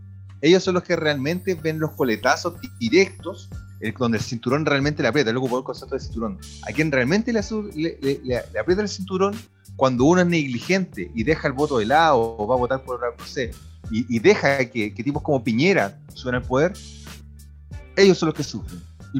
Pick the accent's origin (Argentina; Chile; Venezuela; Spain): Chile; tenemos una obligación como chilenos de no lograr que en este país la ultraderecha sea la que ascienda en pleno 2021